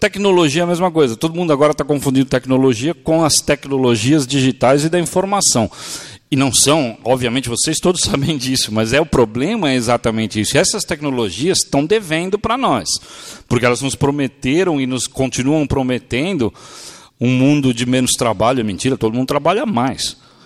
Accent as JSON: {"language": "Portuguese", "region": "São Paulo", "country": "Brazil", "said": "Eu sou do Bexiga, minha pizza é mussarela, tomate e manjericão."}